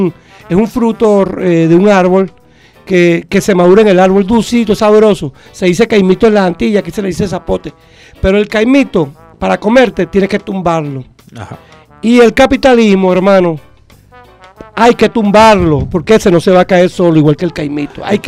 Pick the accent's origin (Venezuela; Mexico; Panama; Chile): Venezuela; como comunicador, como venezolano, como patriota.